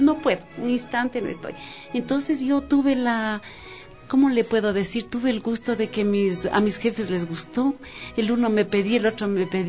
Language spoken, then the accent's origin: Spanish; Quito, Pichincha, Ecuador; soy quiteña. Yo nací aquí en la 12 de octubre, entre Wilson y Veintimilla. Ahí mire, era la casa de mis abuelitos, ahí nací.